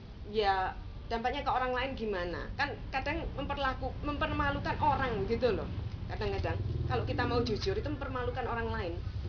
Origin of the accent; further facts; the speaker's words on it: Surabaya, East Java, Indonesia; saya bilang, saya ini orang Indonesia, saya bilang, lahir besar di Surabaya.